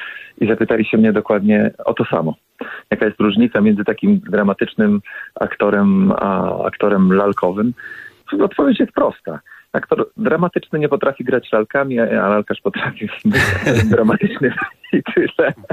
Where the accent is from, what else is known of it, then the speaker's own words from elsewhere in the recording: Brzeg, Opole Voivodeship, Poland; Bo ja jestem z małego miasteczka, z miasteczka w województwie opolskim, chyba najmniejsze województwo w naszym kraju, z Brzegu.